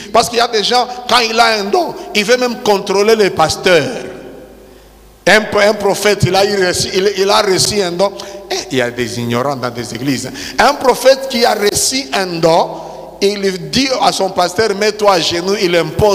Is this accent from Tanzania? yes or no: yes; Tanzania; ça s'est fait là chez nous en Tanzanie.